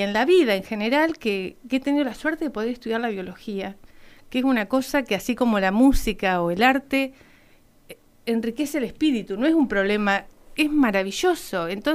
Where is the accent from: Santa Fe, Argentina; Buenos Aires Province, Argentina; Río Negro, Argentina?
Río Negro, Argentina; Villa Regina; born there; yo nací en el Valle de Río Negro, uh-huh, en Villa Regina.